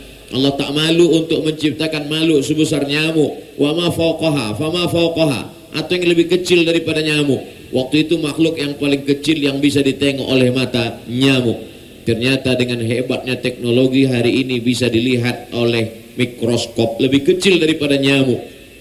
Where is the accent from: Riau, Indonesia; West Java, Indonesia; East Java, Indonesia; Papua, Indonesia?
Riau, Indonesia; Pekanbaru; takut dia saya datang membawa COVID